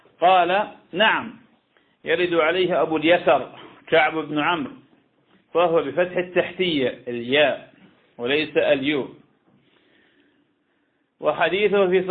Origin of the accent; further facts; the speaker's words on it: Iraq; وهذا يحصل كثيرا كان عندنا في العراق